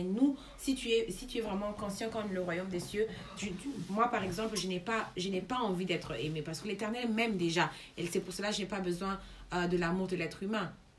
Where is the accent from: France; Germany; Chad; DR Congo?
Germany; French is a second language; on savait que nous sommes des Allemands et on vient de l'Allemagne et on va retourner en Allemagne